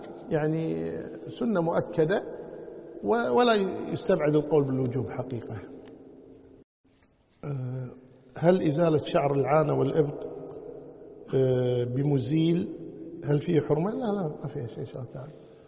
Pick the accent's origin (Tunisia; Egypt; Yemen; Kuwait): Kuwait; يعني عندنا بالكويت مثلا واحد الضحى يروح دوانية